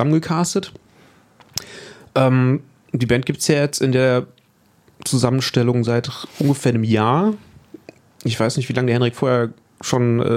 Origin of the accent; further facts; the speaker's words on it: Düsseldorf, North Rhine-Westphalia, Germany; Ich komme aus Düsseldorf, genau.